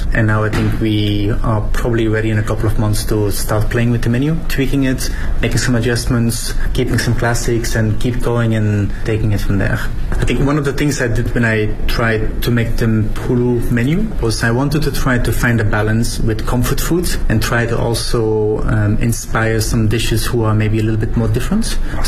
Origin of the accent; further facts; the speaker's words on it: Belgium; I'm from Belgium, so it's kind of a classic cone of how you would normally eat it down the street